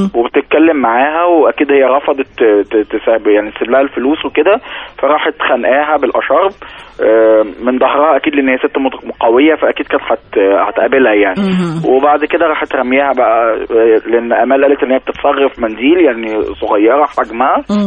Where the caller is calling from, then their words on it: Alexandria, Alexandria Governorate, Egypt; من اسكندرية.